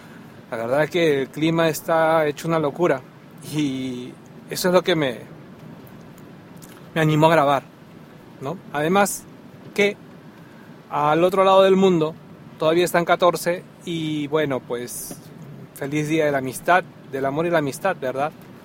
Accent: Peru; moved away; por lo menos en mi tierra natal, Perú, el día de los enamorados era el día

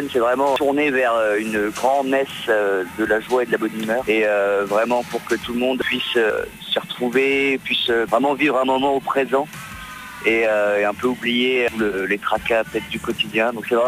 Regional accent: Lyon, Auvergne-Rhône-Alpes, France; C'est-à-dire qu'on vient de Lyon, on connaît personne dans le milieu de la musique

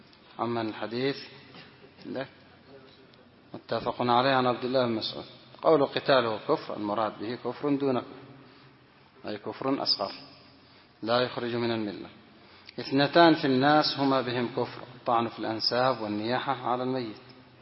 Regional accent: Yemen; هذا من أجهل الناس، موجود عندنا في اليمن

